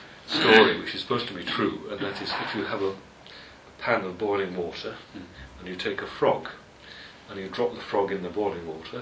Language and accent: English; Otley, Yorkshire and the Humber, United Kingdom; also born or lived in London; now in Kent, United Kingdom; In my hometown, all I can smell now when I go back to Otley